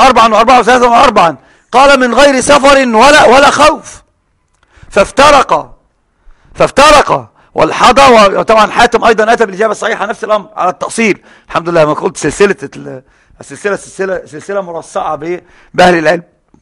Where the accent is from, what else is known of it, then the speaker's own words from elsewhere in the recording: Alexandria, Alexandria Governorate, Egypt; مطار برج العرب عندنا في الإسكندرية